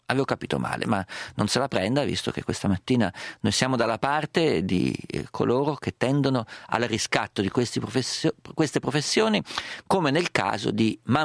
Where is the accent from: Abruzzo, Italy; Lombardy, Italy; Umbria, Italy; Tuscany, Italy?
Umbria, Italy; Perugia; io sono perugino